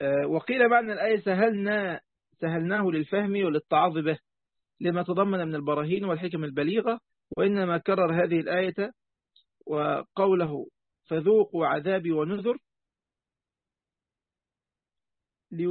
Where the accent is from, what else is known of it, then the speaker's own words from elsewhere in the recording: Egypt; عندنا في مصر